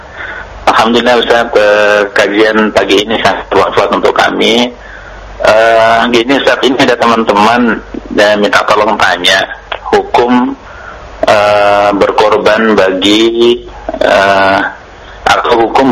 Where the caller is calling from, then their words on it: Papua, Indonesia; Saya dari Papua, Pak